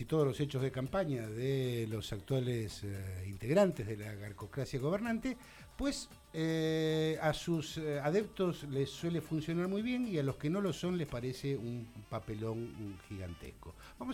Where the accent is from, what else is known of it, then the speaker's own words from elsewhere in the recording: Lomas de Zamora, Buenos Aires Province, Argentina; Por eso yo soy de Loma de Zamora, señoras y señores.